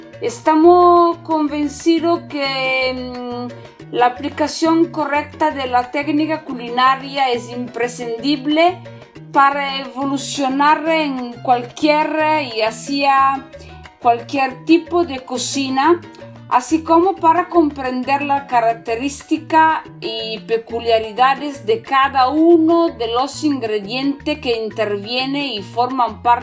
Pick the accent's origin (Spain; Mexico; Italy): Italy; northern Italy; Spanish is a second language; soy italiana, de Italia del Norte.